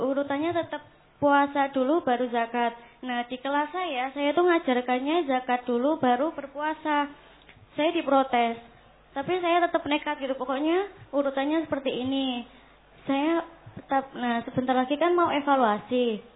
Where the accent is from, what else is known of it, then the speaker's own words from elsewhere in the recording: Sukoharjo, Central Java, Indonesia; Saya berasal dari Sukoharjo, Pak Ustaz.